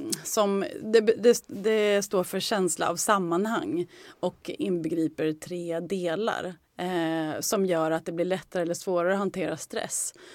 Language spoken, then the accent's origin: Swedish; Skärblacka, Östergötland, Sweden; Jag kommer från Norrköping, eller Skärblacka egentligen, en liten håla utanför Norrköping.